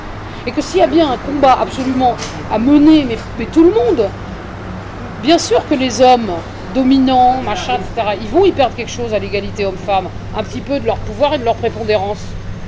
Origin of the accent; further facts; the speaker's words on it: France; à travers les réflexes qu'on peut avoir quand on est français